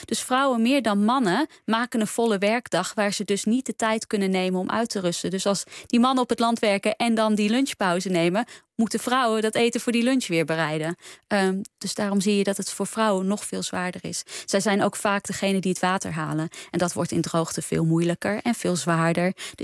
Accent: Delhi, India; Ja, voor mij is het bovenal de stad waar ik vandaan kom.

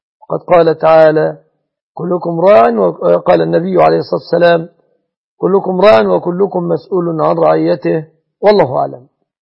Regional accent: Egypt

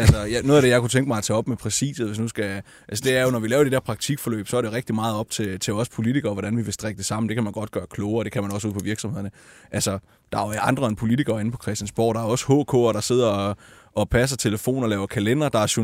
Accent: Region of Southern Denmark, Denmark; jeg er fra Fyn, så nævner jeg sjovt nok et fynsk eksempel.

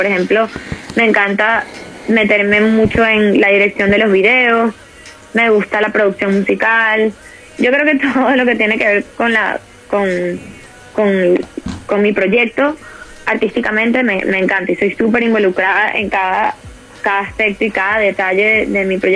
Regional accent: Venezuela; now in Miami, United States; yo soy muy playera, porque obviamente soy venezolana y tengo como esa sangre del Caribe.

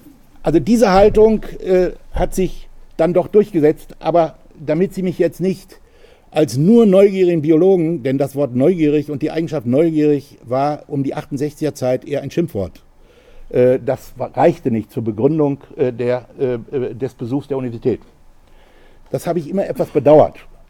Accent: Northern Germany, Germany; Und in dem Moor, in dem ausgedehnten in meiner Heimat in Norddeutschland

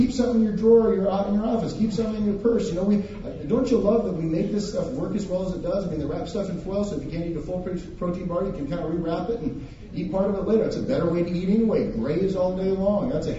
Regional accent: Montana, United States; I'm from Montana. I love dead animals.

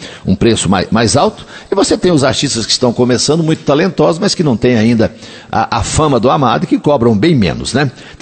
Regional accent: Coromandel, Minas Gerais, Brazil; Eu estive em Coromandel, minha cidade natal, esses dias, sábado passado.

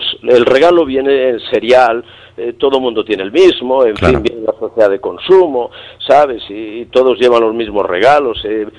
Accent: Castile, Spain; como dicen en mi tierra, en Castilla.

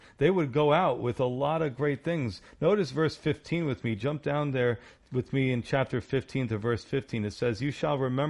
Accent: New York, United States; Listen, I'm a New Yorker. You know, I don't trust anybody.

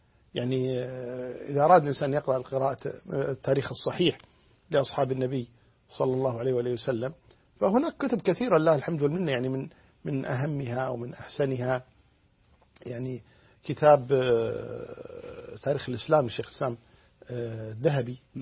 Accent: Kuwait; يعني عندنا في الكويت الله الحمد لله في توجه قوي جدا

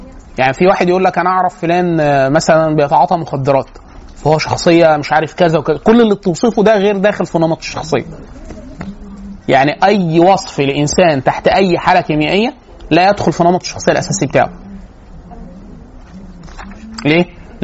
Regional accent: Egypt; احنا طبيعيين طبقا للي بيحصل عندنا في مصر،

